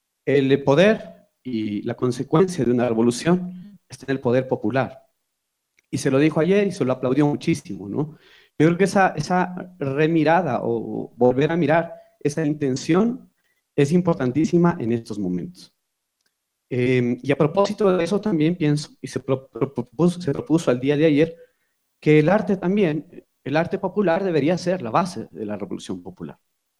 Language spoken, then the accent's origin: Spanish; Quito, Pichincha, Ecuador; soy un cantautor de Quito. Yo creo que soy un cantautor de Alangací, soy un cantautor de Conocoto, de las parroquias realmente rurales de nuestro distrito metropolitano.